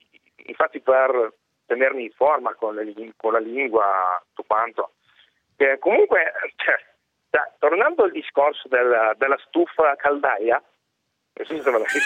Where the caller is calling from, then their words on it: Russia; Italian is a second language; sono russo, abito in Russia e abito vicino al famosissimo, in tutto il mondo spero, lago Baikal.